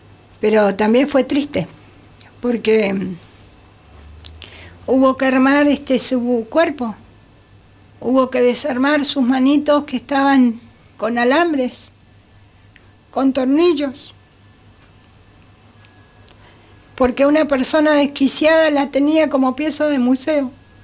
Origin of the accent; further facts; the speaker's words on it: Bariloche, Río Negro, Argentina; Yo me crié en Bariloche